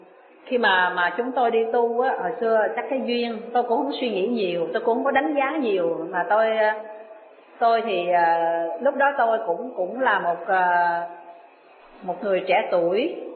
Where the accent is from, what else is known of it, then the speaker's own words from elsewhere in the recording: Ho Chi Minh City, Vietnam; Tôi là dân Sài Gòn. Nhưng mà tôi lại không có theo ở Sài Gòn.